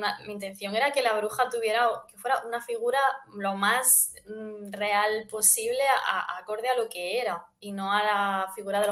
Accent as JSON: {"language": "Spanish", "region": "Andalusia", "country": "Spain", "said": "pues yo por ejemplo que soy de Andalucía, para mí lo de que te den una ramita de romero para la suerte es como muy común."}